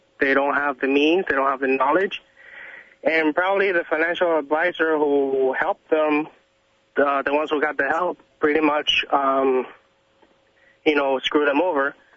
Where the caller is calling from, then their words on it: Miami, Florida, United States; Hi, I'm calling from Miami